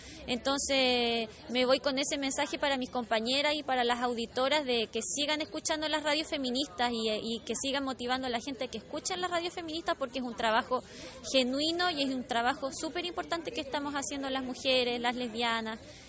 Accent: Chile; soy de Chile

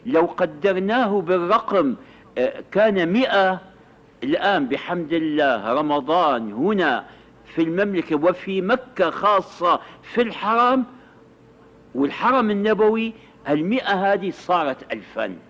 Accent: Syria; التراويح هذه كانت عندنا في الشام في أول أمر

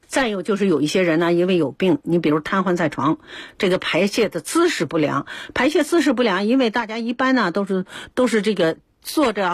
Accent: China

